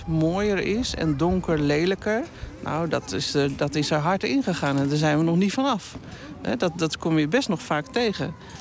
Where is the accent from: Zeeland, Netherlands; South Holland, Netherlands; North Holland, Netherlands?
Zeeland, Netherlands; Ik kom uit Zeeland en ik zag daar Fort Zeelandia, Domburg.